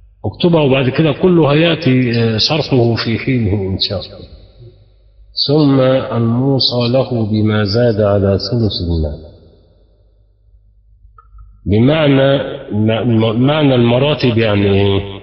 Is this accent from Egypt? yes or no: yes; Egypt; اللي احنا بنسميه في عندنا في مصر نسيبنا